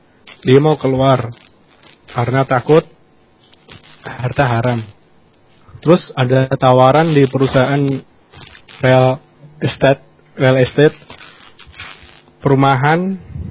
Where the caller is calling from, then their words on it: Semarang, Central Java, Indonesia; di Semarang.